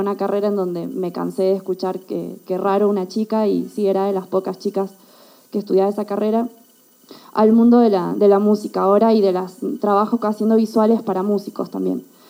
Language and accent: Spanish; Argentina; now in Mexico; vengo de Argentina y estoy en México hace 4 años.